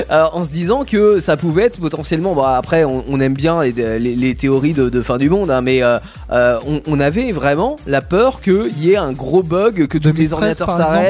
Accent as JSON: {"language": "French", "country": "France", "said": "Moi, c'est ma vision en tant que petit français."}